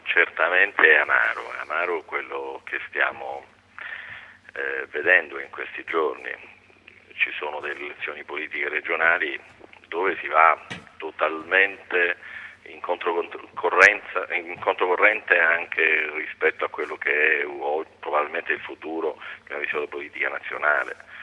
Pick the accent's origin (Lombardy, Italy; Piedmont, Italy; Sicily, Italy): Sicily, Italy; Palermo; poi per voglia di insegnare anche a Palermo, nella mia terra, sono rientrato